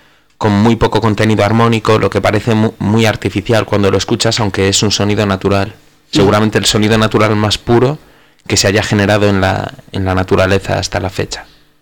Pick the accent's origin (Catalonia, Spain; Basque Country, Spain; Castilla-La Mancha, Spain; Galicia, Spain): Galicia, Spain; el gallego marinero, con el que siempre me he sentido identificado